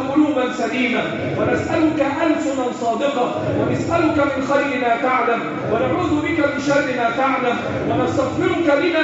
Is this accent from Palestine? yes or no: no; Egypt; اللهم احفظ بلدنا مصر وسائر بلاد